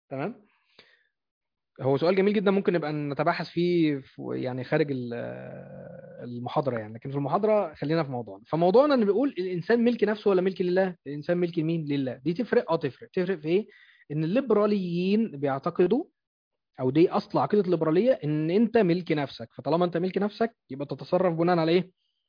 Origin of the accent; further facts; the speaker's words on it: Egypt; لان احنا في مصر بنتحكم للقانون الفرنسي